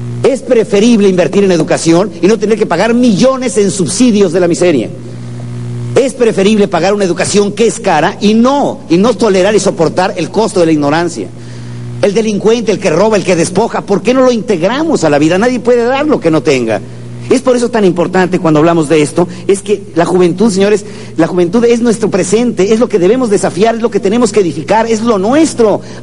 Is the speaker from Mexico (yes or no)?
yes; Mexico; en México, en mi país, nacen 2 millones de niños cada año